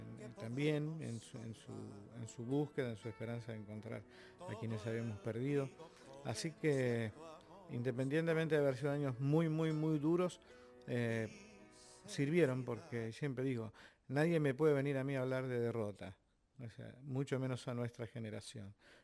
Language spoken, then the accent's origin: Spanish; Argentina; creo que como muchos argentinos que tuvieron que sufrir estas circunstancias, en base a la esperanza.